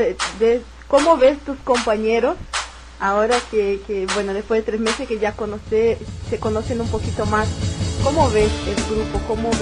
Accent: Brazil; de Brasil

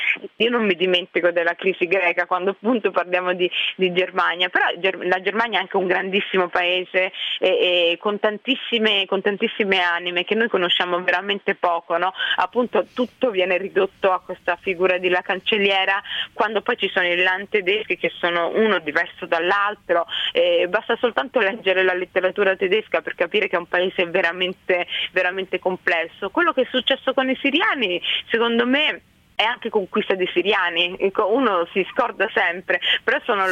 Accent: Somalia; il mio paese di origine, la Somalia, ha vissuto 23 anni di guerra civile e adesso 2 anni di instabilità comunque

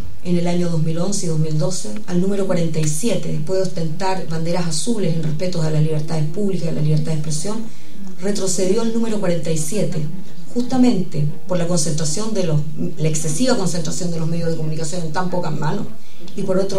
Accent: Chile; Yo también tengo una radio y también soy afectada como chilena de esta concentración.

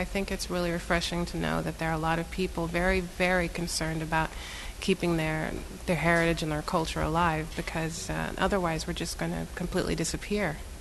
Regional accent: Tulsa, Oklahoma, United States; I'm Shawnee, Delaware, from Tulsa, and I'm her daughter.

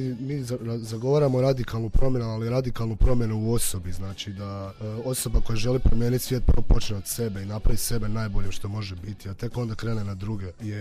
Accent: Osijek, Osijek-Baranja County, Croatia; imali smo nastup u Osijeku, pretprošlo ljeto, bilo je odlično, bilo je dosta ljudi, dobili smo i putne troškove, a to je moj rodni grad, pa isto imalo kao neko spiritualno, duhovno značenje.

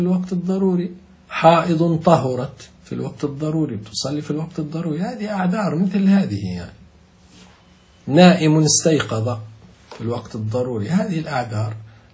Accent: Libya; نحن نقول عندنا في ليبيا نقول الظل يموت

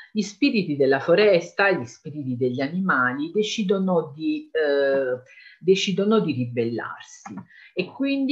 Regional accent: Naples, Campania, Italy; now in Calabria, Italy; Io vivo in Calabria, ma sono napoletana

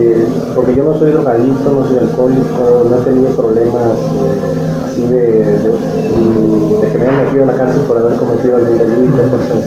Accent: Sinaloa, Mexico; yo tuve unos problemas en Sinaloa, que es de donde soy

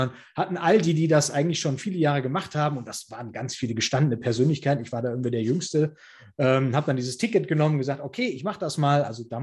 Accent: Heiligenhaus, North Rhine-Westphalia, Germany; das Stadttheater damals bei uns in Heilinghaus, in der Stadt, in der ich aufgewachsen bin

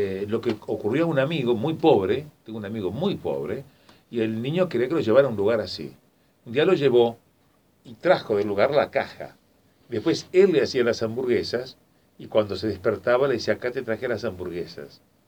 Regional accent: Paysandú, Uruguay; En la Heroica, Paysandú, en mi Heroica, en mi pueblo.

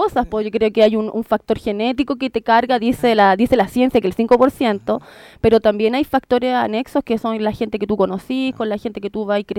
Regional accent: Peñalolén, Santiago Metropolitan, Chile; born there; Yo nací en Peñalolén

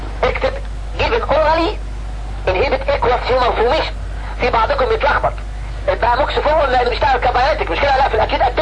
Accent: Egypt; الناس عندنا في مصر اي واحد عنده اكتئاب يقول له روح خد اميتريبتالين

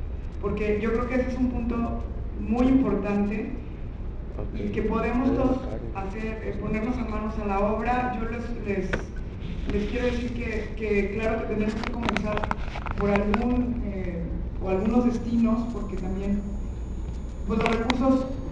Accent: Mazatlán, Sinaloa, Mexico; Me siento muy honrada de estar aquí en mi tierra, que es Mazatlán, que es donde aprendí sobre esta industria de cruceros

